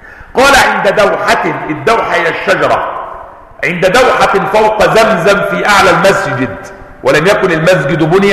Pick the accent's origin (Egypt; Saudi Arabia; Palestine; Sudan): Palestine; بئر سبع عندنا في فلسطين.